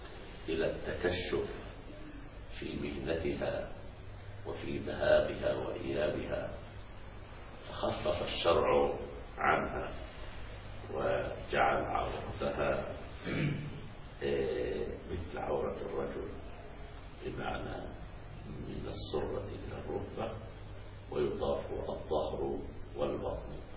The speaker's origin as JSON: {"language": "Arabic", "country": "Egypt", "said": "فبعض النساء عندنا في مصر"}